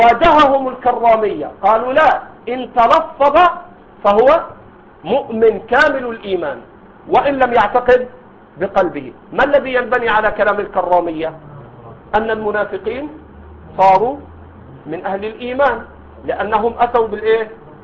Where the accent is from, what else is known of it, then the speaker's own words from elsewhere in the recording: Egypt; هذا عندنا في مصر موجود، ما أدري عندكم